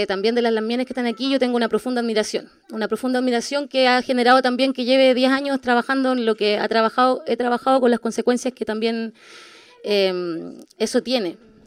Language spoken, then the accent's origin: Spanish; Temuco, Araucanía, Chile; born there; yo soy chilena, nací aquí en Temuco, pero soy chilena